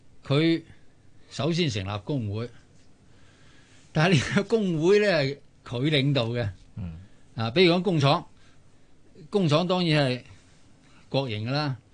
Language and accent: Cantonese; Hong Kong; 我哋香港人一般都係好守法嘅。